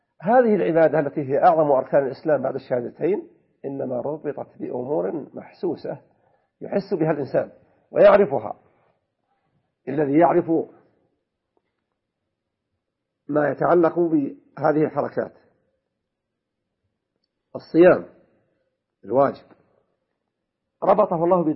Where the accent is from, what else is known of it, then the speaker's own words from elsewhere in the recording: Saudi Arabia; المتقرر عندنا في المملكة العربية السعودية الاعتبار برؤية القمر